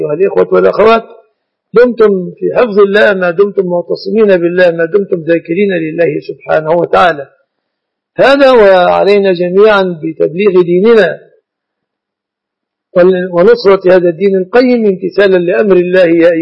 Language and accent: Arabic; Egypt; نعتبر أن الذهب من الصداق في بلادنا مصر